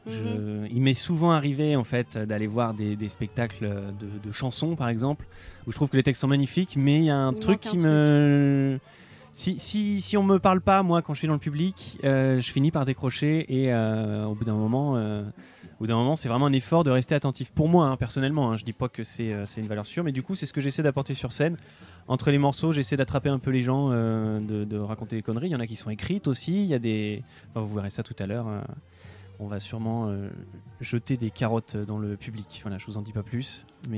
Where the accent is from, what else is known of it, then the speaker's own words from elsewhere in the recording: Caen, Normandy, France; born there; now in Tours, France; Parce que je suis né à Caen, donc j'avais un petit réseau là-bas.